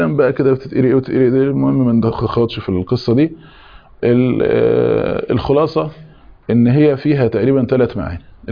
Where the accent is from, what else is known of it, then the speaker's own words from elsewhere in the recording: Egypt; مشتهر عندنا احنا مثلا كمصري تقول له حضرتك كذا ولو سمحت